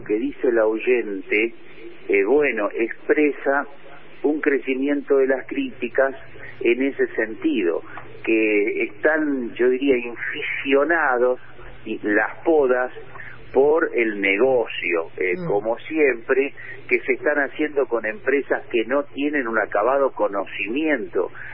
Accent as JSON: {"language": "Spanish", "region": "Buenos Aires", "country": "Argentina", "said": "todos los que somos porteños recordaremos, se hace en junio, julio"}